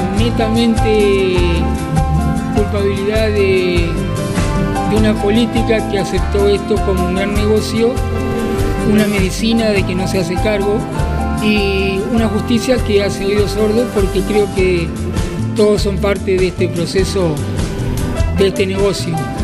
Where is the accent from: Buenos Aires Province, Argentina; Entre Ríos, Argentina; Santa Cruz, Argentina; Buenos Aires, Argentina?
Entre Ríos, Argentina; Basavilbaso; Soy de Basavilbaso, Entre Ríos.